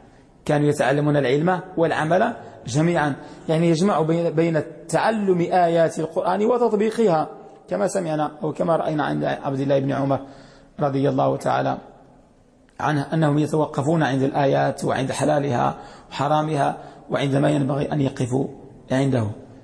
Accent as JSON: {"language": "Arabic", "country": "Morocco", "said": "وهذه المجهودات الحمد لله التي نراها في بلدنا المغرب"}